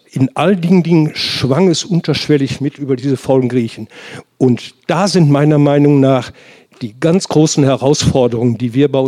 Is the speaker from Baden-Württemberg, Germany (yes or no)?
no; Hesse, Germany; Ich bin Hesse.